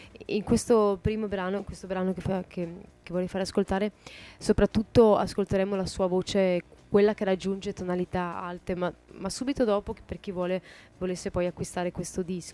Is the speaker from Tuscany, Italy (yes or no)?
no; Catania, Sicily, Italy; born there; penso di essere veneta. Dico penso perché comunque sono originaria di Catania, siciliana. E sono nata lì, anche mio padre è lì, per cui dovrei essere più siciliana che altro, però mi sento anche veneta naturalmente. Beh, mia madre è veneta comunque, no?